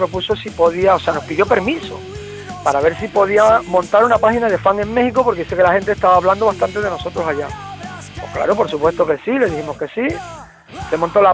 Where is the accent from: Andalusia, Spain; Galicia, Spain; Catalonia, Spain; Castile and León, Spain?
Catalonia, Spain; Barcelona; moved away as an adult; yo vengo de Barcelona, yo desde el 77 hasta el 87, que vine a hacer servicio militar, que luego estuve en Barcelona 3 años más y me vine para acá en el 92.